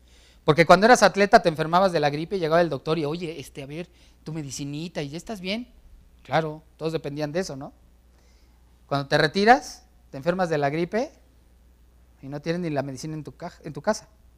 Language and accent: Spanish; Mexico; Te pones nervioso porque como buenos mexicanos dices